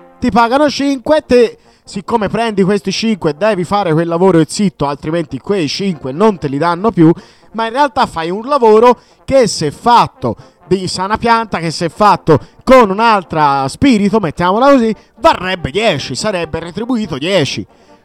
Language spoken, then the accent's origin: Italian; Tuscany, Italy; io che sono toscano ho delle amicizie che lavorano nei CAF, tipo nel capoluogo, quindi a Firenze